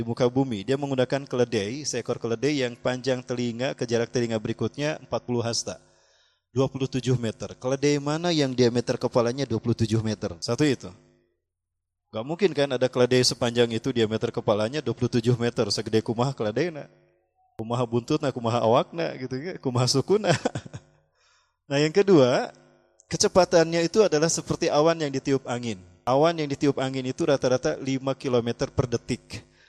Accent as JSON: {"language": "Indonesian", "town": "Bandung", "region": "West Java", "country": "Indonesia", "tie": "born there", "said": "Saya lahir di Bandung"}